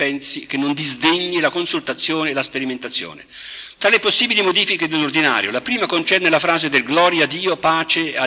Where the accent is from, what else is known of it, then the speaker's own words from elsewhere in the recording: Milan, Lombardy, Italy; Provengo da Milano